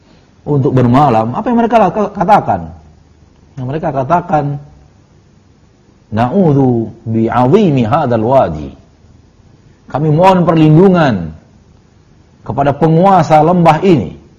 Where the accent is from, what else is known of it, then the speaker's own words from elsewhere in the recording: South Sulawesi, Indonesia; Saya hamba Allah dari Sulawesi Selatan, Bugis.